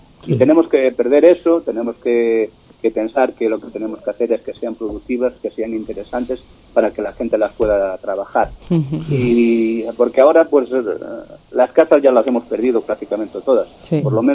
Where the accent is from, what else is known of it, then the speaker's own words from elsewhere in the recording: Galicia, Spain; los gallegos, pues me imagino que como los vascos, el terruño nos puede en muchas ocasiones. Y el hecho de que bueno, pues que nos hemos criado ahí en el pueblo